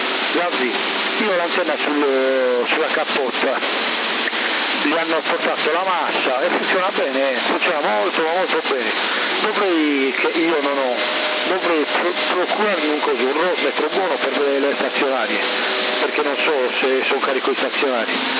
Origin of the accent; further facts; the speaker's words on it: Porto Torres, Sardinia, Italy; Io sono da Porto Torres